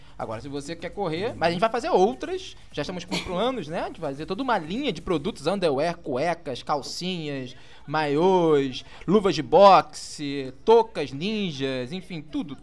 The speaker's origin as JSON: {"language": "Portuguese", "region": "Rio de Janeiro", "country": "Brazil", "said": "eu como carioca atesto, que existem carnavais e carnavais, né?"}